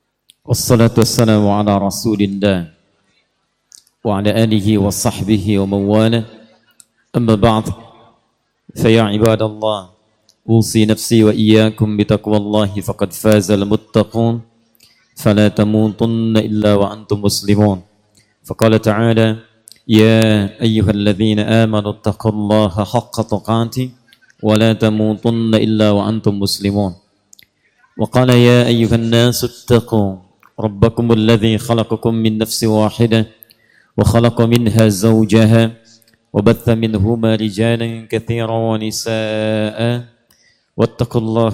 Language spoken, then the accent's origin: Indonesian; Rengat, Riau, Indonesia; saya datang ke Rengat ini lebih dari sekedar memenuhi undangan, tapi juga untuk pulang kampung. Ya. Ini kampung saya. Ini kampung ibu saya. Ibu saya lahir di sini. Nenek saya juga orang sini. Kakak nenek saya juga orang sini.